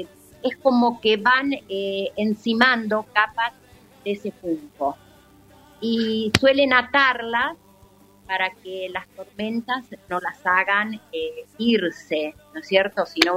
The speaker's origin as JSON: {"language": "Spanish", "country": "Argentina", "said": "Muy gritones somos los argentinos."}